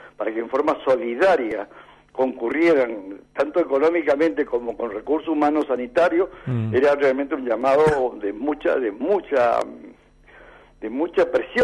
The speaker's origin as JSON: {"language": "Spanish", "region": "Mendoza", "country": "Argentina", "said": "Yo soy mendocino, sí."}